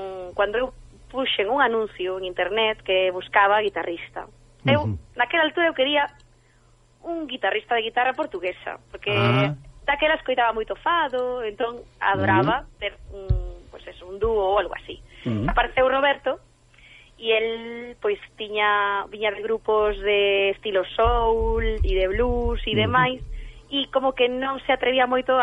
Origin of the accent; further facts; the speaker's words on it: Caldas de Reis, Galicia, Spain; eu son de Caldas de Reis.